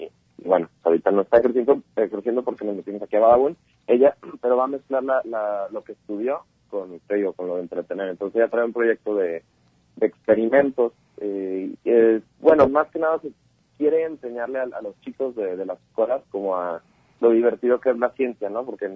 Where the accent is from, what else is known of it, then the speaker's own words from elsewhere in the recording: Guadalajara, Jalisco, Mexico; moved away as an adult; now in Tijuana, Mexico; tenemos aproximadamente 2 meses ya viviendo en Tijuana, porque, nosotros somos de Guadalajara, y hace 2 meses, casi 3 creo, decidimos